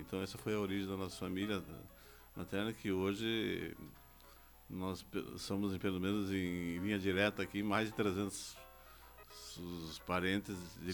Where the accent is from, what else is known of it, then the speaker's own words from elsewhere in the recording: Foz do Iguaçu, Paraná, Brazil; Eu nasci em Foz do Iguaçu em 51, mas a origem da minha família vem pelo meu avô materno … que veio para Foz do Iguaçu em 1903.